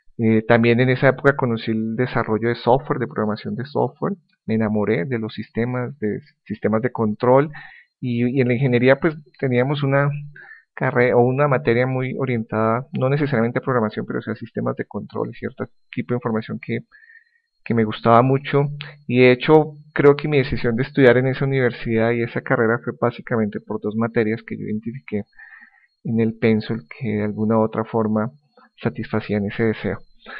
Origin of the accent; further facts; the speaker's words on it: Colombia; soy colombiano, actualmente resido en Bogotá, Colombia. Tengo 41 años, próximamente voy a cumplir 42